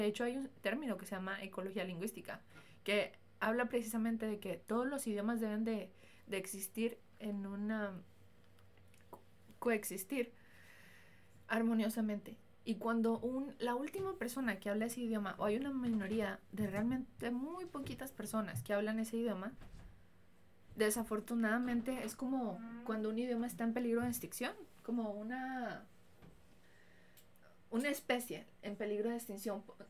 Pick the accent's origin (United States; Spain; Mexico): Mexico; first language Spanish; Yo soy mexicana, aprendí español, tuve toda mi educación en español. Y como aprendí inglés o estudié en un colegio bilingüe donde me enseñaron inglés